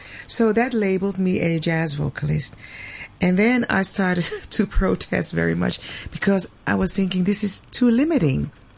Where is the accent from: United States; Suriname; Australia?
Suriname; now in Netherlands; I'm from Suriname, South America, and I live in Holland.